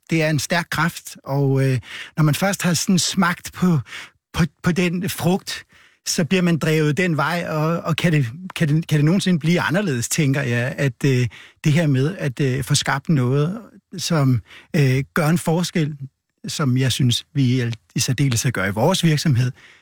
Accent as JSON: {"language": "Danish", "region": "North Denmark Region", "country": "Denmark", "tie": "born or raised there", "said": "Jeg kommer fra Vendsyssel, hvor jeg er født, og jeg har holdt meget til ved hav- og strandmiljø og elsker det."}